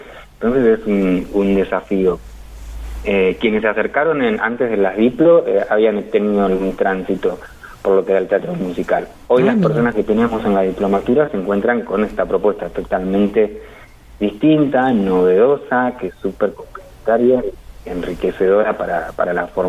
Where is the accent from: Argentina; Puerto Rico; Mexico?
Argentina; Santa Rosa, La Pampa; a mi generación, que nos fuimos de Santa Rosa en busca de propuestas que no había acá.